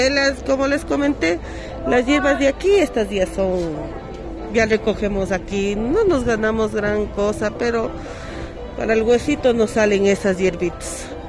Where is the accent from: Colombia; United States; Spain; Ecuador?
Ecuador; Quito, Pichincha; yo soy de aquí, de la ciudad de Quito, soy yo, de aquí del barrio la Nueva Aurora Alta, que está en la parroquia La Libertad.